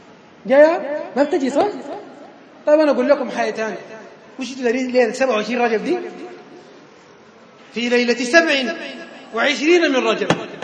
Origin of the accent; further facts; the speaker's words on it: Khartoum, Sudan; عندنا في الخرطوم واحد من المشايخ